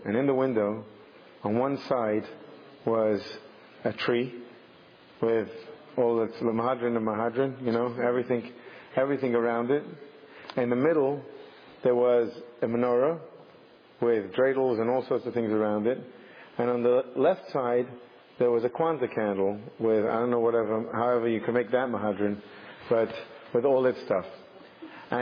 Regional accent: England, United Kingdom; And yet, even growing up in England, you know, just walking home from school was quite a trip.

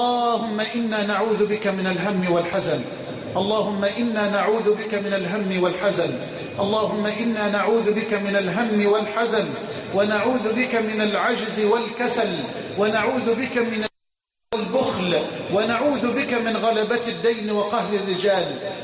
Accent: Egypt; بلدنا مصر

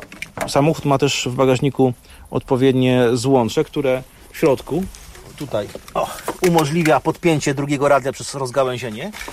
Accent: Warsaw, Masovian Voivodeship, Poland; Jestem z dziada pradziada rodowitym rodakiem warszawskim, tak to powiem. Wychowałem się na Mokotowie

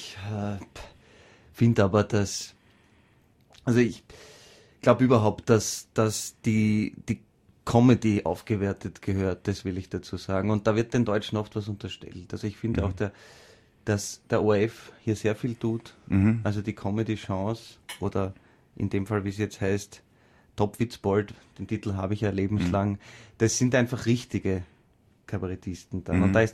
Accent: Carinthia, Austria; accent: Carinthian; Und da bin ich einfach auch geschult von meiner Heimatgemeinde, kleiner Ort in Kärnten, und bin auch auf Kärntnerisch aufgetreten damals.

